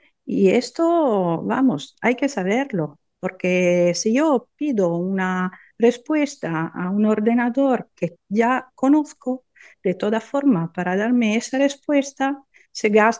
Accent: Forlì, Emilia-Romagna, Italy; Spanish is a second language; aquí en mi pueblo, en Forlì, en Romaña

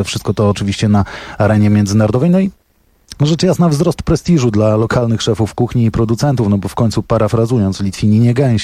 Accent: Poland; ja pochodzę z północno-wschodniej Polski

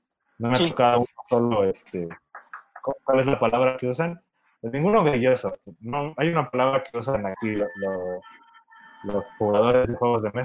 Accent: Mexico; Yo soy el enviciador mexicano de Aristella.

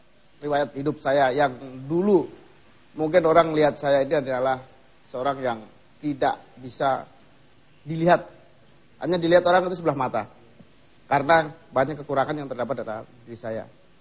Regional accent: Java, Indonesia; Karena prinsip saya ini perantau. Saya dari Jawa sana.

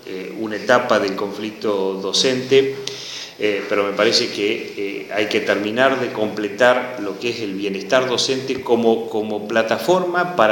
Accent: Buenos Aires Province, Argentina; quienes somos bonaerenses tenemos una especial responsabilidad de generar un proyecto fuerte para transformar la provincia de Buenos Aires

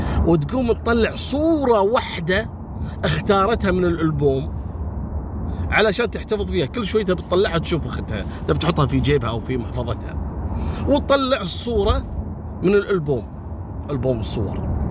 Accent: Kuwait; وصارت عندنا في الكويت.

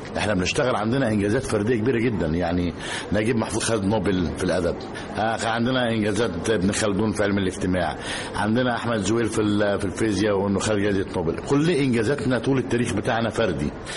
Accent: Egypt; يعني لما تيجي مثلا للعلماء الطاقه عندنا في مصر

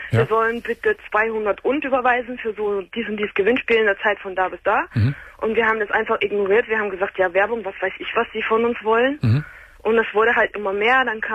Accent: Germany; ich meine, wir sind Deutsche, wir wohnen in Deutschland

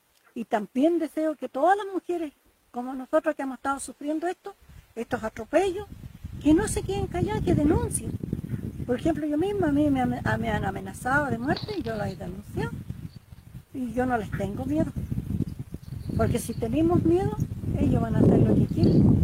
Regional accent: Tranquil, Los Ríos, Chile; soy de aquí de Tranquil.

